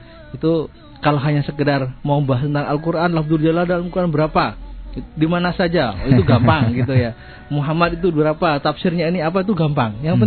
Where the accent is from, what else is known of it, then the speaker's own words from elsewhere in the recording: East Java, Indonesia; kita orang Jawa Timur